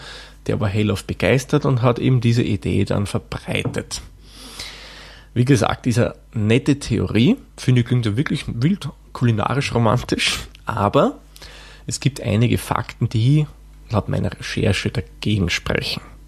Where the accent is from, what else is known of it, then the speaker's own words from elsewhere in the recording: Austria; Da serviert man aber jetzt nicht wie bei uns in Österreich die Salzerdäpfel dazu